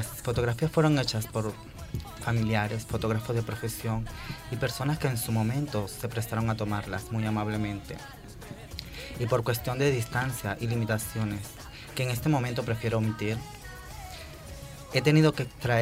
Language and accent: Spanish; Boconoito, Portuguesa, Venezuela; está hecha en la casa de mi infancia hace 33 años, en Boconoito, estado portuguesa de mi país, Venezuela.